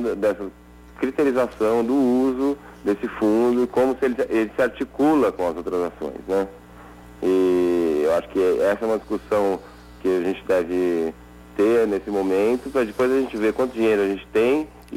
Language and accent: Portuguese; São Paulo, Brazil; Eu sou de São Paulo, aqui São Paulo capital mesmo.